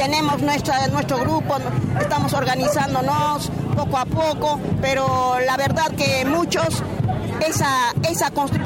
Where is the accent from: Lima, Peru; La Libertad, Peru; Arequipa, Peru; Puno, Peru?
Puno, Peru; first language Aymara; Spanish is a second language; soy de Perú, de nación aymara, y soy sur de Perú, que se llama Julipuno, Perú. Bueno, yo soy de nación aymara, tengo mi lengua madre, que es el aymara.